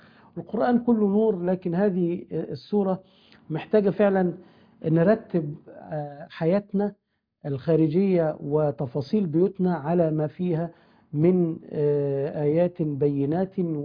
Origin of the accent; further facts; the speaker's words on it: Sharqia Governorate, Egypt; والذي أشرف بالانتساب إلى بلدي الشرقية